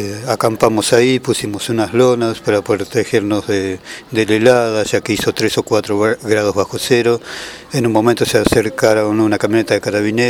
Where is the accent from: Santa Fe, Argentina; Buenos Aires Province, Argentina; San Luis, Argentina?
Buenos Aires Province, Argentina; Mar del Plata; vengo de Puerto Mapu, de la ciudad de Mar del Plata.